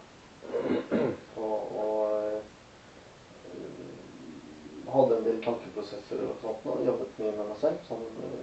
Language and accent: Norwegian; Oslo, Norway; Og jeg har vokst opp i Oslo.